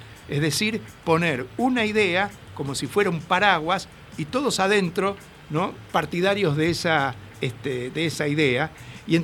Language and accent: Spanish; Buenos Aires, Argentina; yo soy un porteño de Buenos Aires